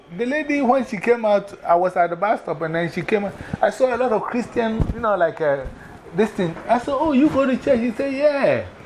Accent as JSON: {"language": "English", "town": "Mankessim", "region": "Central Region", "country": "Ghana", "tie": "born or raised there", "said": "I was one of the members in Mankisim, my hometown, when they started the Anglican church."}